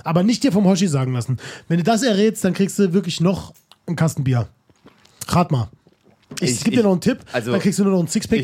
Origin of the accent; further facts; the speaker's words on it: Saarland, Germany; also born or lived in Hamburg; now in Cologne, Germany; ich bin ja ursprünglich Saarländer, wie du weißt. Mhm. Dann war es seit ein paar Jahren Wahlheimat Hamburger und jetzt momentan Exil im Kölner